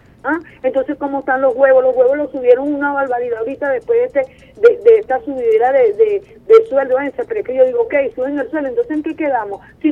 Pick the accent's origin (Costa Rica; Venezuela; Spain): Venezuela; habemos bastante venezolanos que queremos a Venezuela como nuestro país que es y hemos vivido